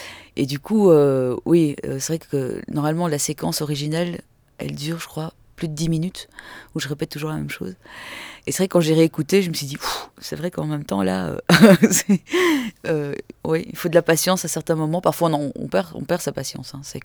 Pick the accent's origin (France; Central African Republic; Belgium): Belgium; Sinon, non, je suis de Belgique, belge.